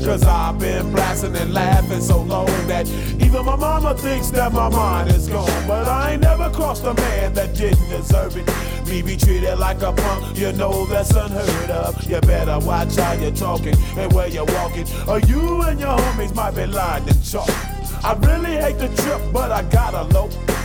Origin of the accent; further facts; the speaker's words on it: Florence, Tuscany, Italy; io vengo da Firenze, alla fine alle brutte puoi sempre tornare in un posto meraviglioso come Firenze